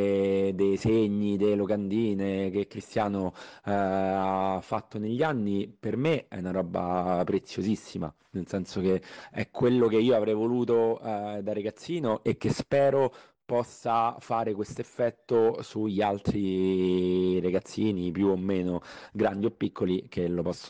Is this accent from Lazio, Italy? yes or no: yes; Rome, Lazio, Italy; io sono cresciuto a Roma e vedendo sui muri di Roma